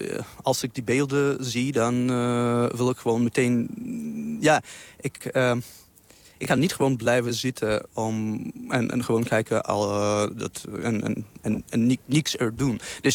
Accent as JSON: {"language": "Dutch", "country": "Russia", "second_language": "Dutch", "moved": "yes", "said": "En ik kom oorspronkelijk uit Rusland. Ik woon daar al 14 jaar, denk ik. Mm-hmm. Ik woon het in het buitenland."}